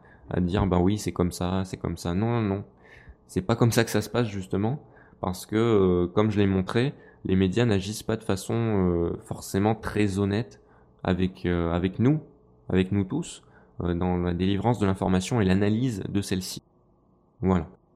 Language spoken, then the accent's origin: French; France; je suis français, j'ai un petit faible pour les pilotes français